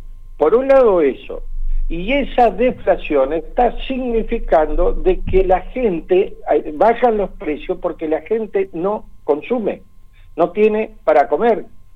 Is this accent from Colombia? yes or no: no; Argentina; que nosotros podamos decidir como argentinos cuál es el destino de nuestro país y qué país queremos.